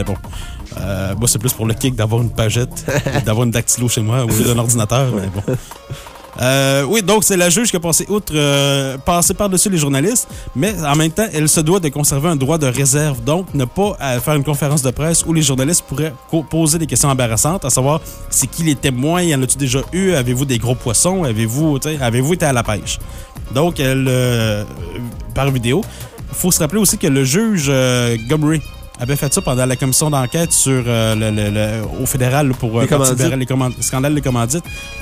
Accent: Quebec, Canada; Maintenant, plus proche de chez nous, au Québec, on s'ennuyait

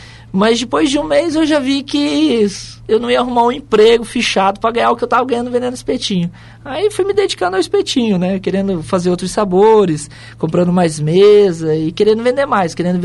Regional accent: Foz do Iguaçu, Paraná, Brazil; Sim, sou aqui de Foz. Nasci aqui em Foz do Iguaçu, no Hospital Costa Cavalcante, né? Antigo Madeirinha.

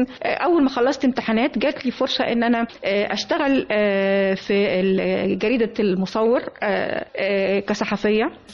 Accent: Egypt; فأنا كنت سعيدة جدا بكوني مصرية،

